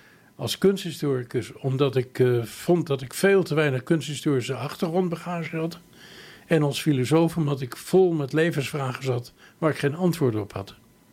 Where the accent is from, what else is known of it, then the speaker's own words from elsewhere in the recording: Laren, North Holland, Netherlands; born there; moved away as an adult; now in Amsterdam, Netherlands; Ik ben in de zomer van 1966 teruggekomen uit Zwitserland, uit Basel. Ik wilde niet meer in Laren, mijn geboortedorp, wonen, maar ik koos voor Amsterdam.